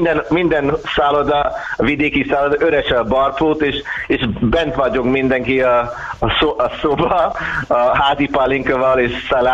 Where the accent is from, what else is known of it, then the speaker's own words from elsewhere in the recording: Scotland, United Kingdom; Hungarian is a second language; és mikor én mondtam skót, akkor ez egy másik art